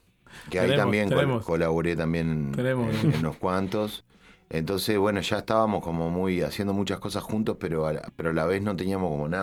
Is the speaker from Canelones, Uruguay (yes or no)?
no; Rosario, Colonia, Uruguay; Somos todos de Rosario, muchos de nosotros.